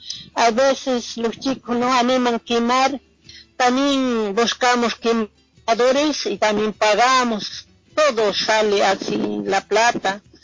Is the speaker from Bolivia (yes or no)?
yes; Bolivia; moved away; Como mujeres bolivianas siempre intentamos buscar cómo salir adelante. Apenas llegamos de Bolivia, siempre a ese trabajo.